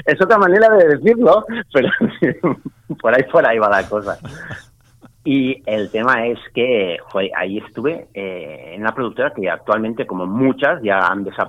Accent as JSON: {"language": "Spanish", "town": "Barcelona", "region": "Catalonia", "country": "Spain", "said": "soy de Barcelona. Y estudié, bueno, a ver, antes de esto, estudié Bellas Artes en la Universidad de Barcelona."}